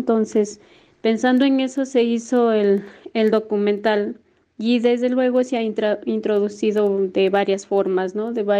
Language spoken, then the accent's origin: Spanish; Porcón Bajo, Cajamarca, Peru; soy de Porcón Bajo, una comunidad campesina que queda al norte de Cajamarca, Perú.